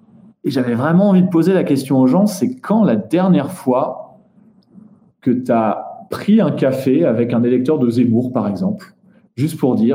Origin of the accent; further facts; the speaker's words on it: Netherlands; Moi, j'ai grandi aux Pays-Bas.